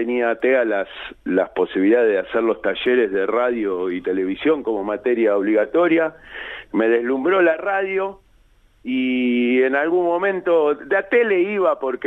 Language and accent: Spanish; Buenos Aires, Argentina; Yo nací en Capital Federal, en el barrio, en realidad, en Barrio Norte, porque era el sanatorio Agote, pero sí, mi familia vivía y todavía vive una parte en Villa Urquiza.